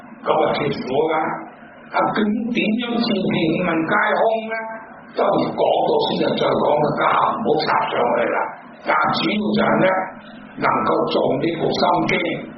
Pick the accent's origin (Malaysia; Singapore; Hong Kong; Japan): Hong Kong; 我哋香港人咧，我都听过好多系要揾人家做事，得有咩着数先？